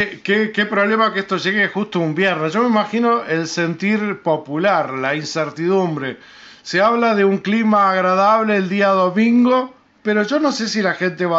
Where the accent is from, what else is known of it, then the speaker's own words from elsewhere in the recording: Uruguay; Algo que como uruguayos no lo podemos permitir.